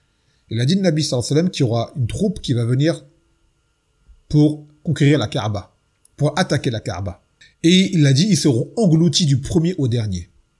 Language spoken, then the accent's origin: French; French Antilles, France; vous savez, chez nous aux Antilles, Mathalan, le peuple est noir, mais tout ce qui est administratif et autorité, ce sont des blancs.